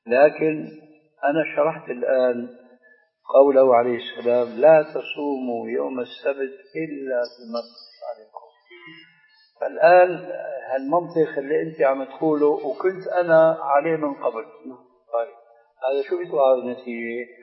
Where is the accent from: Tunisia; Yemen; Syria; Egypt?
Syria; بس بدنا كما يقولون عندنا في الشام بدنا نصفح